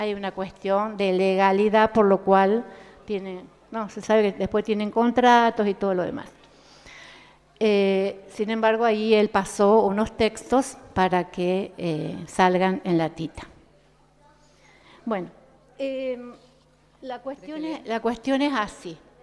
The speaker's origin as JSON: {"language": "Spanish", "town": "San Francisco", "region": "Córdoba", "country": "Argentina", "said": "4 somos mujeres de San Francisco"}